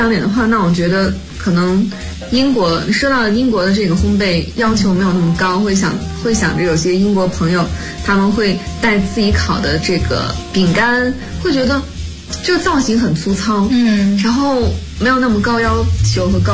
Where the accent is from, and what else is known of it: China